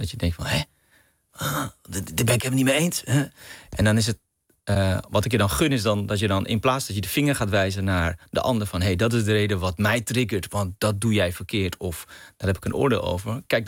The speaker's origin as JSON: {"language": "Dutch", "town": "Amsterdam", "region": "North Holland", "country": "Netherlands", "tie": "born there", "said": "Mijn moeder is Surinaamse Hindoestaans, mijn vader is Pakistaans. Ze hebben elkaar ontmoet in Amsterdam. En ik ben geboren in Amsterdam."}